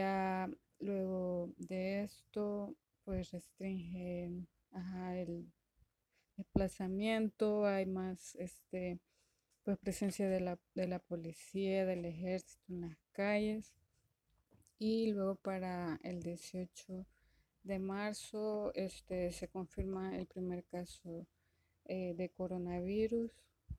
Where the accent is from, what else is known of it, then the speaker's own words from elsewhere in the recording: El Salvador; soy de El Salvador